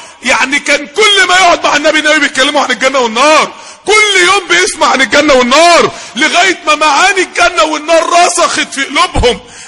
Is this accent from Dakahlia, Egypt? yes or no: yes; Mansoura, Dakahlia, Egypt; نقلوه على المستشفى عندنا في المنصورة في الطوارئ